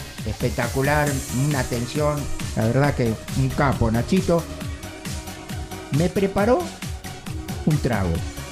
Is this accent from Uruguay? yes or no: no; San Vicente, Argentina; born there; ¿Sabe dónde estuvo usted? Donde nací yo, en San Vicente.